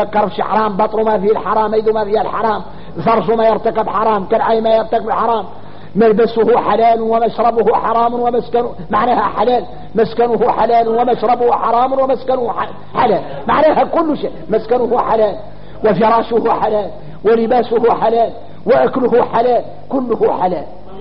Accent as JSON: {"language": "Arabic", "country": "Mauritania", "said": "نحن موريتاني"}